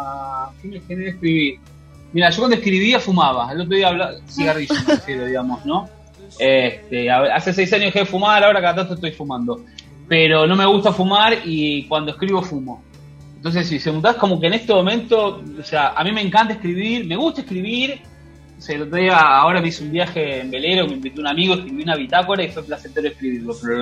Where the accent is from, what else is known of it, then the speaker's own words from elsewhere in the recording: Argentina; born there; Nací en Argentina, donde la policía es el brazo armado de la... del Estado, de la política, digamos, ¿no?